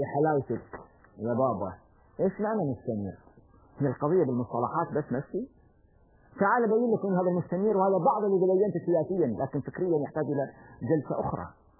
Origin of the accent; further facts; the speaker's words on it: Kuwait; اللي يسمونه عندنا بالكويت